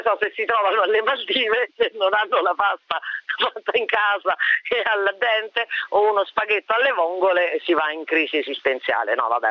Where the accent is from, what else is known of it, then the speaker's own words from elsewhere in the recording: L'Aquila, Abruzzo, Italy; Considerato che io vengo dall'Aquila, insomma, è stato un déjà vu terribile.